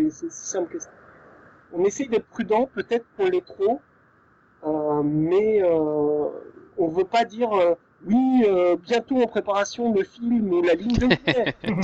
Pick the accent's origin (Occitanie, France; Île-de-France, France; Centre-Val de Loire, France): Île-de-France, France; Paris; Nous, on est de Paris, donc naturellement, on a couvert l'Île-de-France, puisque c'est chez nous.